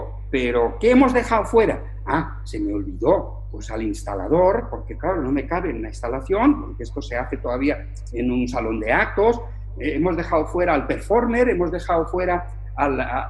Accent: Valencia, Valencian Community, Spain; Y hay dos casos en mi tierra, en Valencia, donde eso se da.

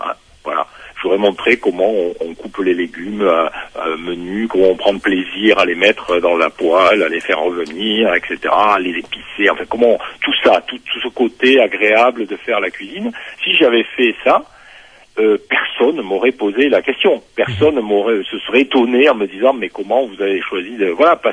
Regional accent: south of France, France; born there; je suis né en France à la fin des années 50, dans une famille communiste. Donc ça suppose dans le sud de la France, dans une région qui est particulière

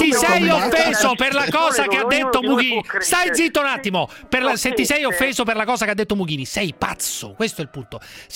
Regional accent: Naples, Campania, Italy; Io sono di Napoli e non posso dire, non possono dire niente su Napoli.

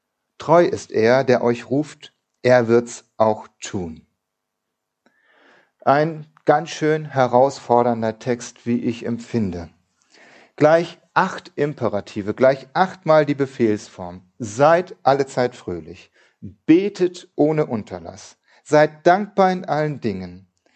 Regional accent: Eutin, Schleswig-Holstein, Germany; dass meine Eltern auf dem anderen Ende von Eutin, wo ich groß geworden bin, gebaut haben.

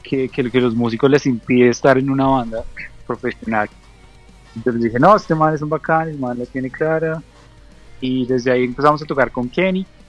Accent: Bogotá, Colombia; Yo soy de Bogotá.

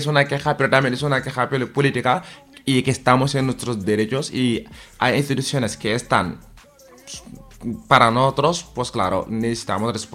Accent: Senegal; como ahora mismo está pasando cosas en Senegal, que yo soy senegalés

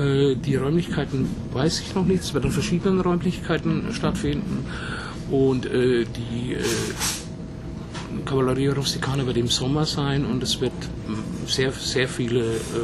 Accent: Pfändhausen, Bavaria, Germany; Ich komme aus der Nähe von Würzburg, also mehr aus der Nähe von Schweinfurt, was ja 30 Kilometer von Würzburg weg liegt. Ja, da komme ich her aus einer kleinen Ortschaft, die nennt sich Pfenthausen, ist zwischen Schweinfurt und Bad Kissingen.

